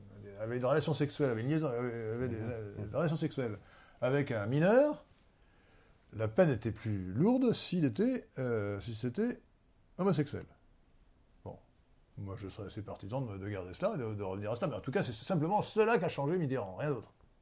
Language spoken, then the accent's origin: French; Brittany, France; now in Versailles, France; j'ai une patrie bretonne, une patrie versaillaise, parce que je suis un breton immigré, si je puis dire, à Versailles.